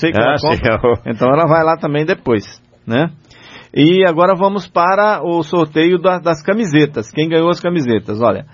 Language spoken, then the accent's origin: Portuguese; Patamuté, Bahia, Brazil; quando eu falo que eu sou de Patamuté, fica todo mundo dando risada